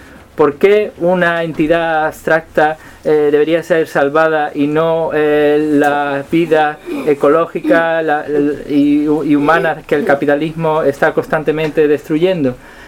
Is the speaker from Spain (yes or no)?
yes; Algeciras, Andalusia, Spain; Yo soy de Algeciras, entonces bueno, me baño mucho en la playa de Tarifa